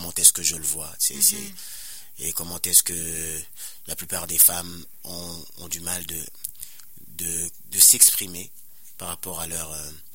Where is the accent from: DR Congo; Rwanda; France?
DR Congo; Je viens de la République démocratique du Congo et puis c'est un pays qui est en guerre depuis près de 20 ans.